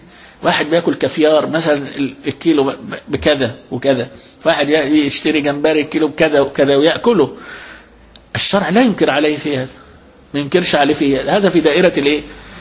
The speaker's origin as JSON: {"language": "Arabic", "country": "Egypt", "said": "احنا عندنا في مصر هنا"}